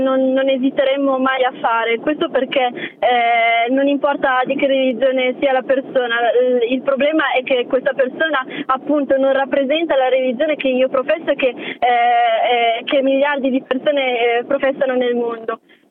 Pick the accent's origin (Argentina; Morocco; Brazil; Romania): Morocco; perché provengo dal Marocco e anche perché professo una religione che è differente dalla maggioranza.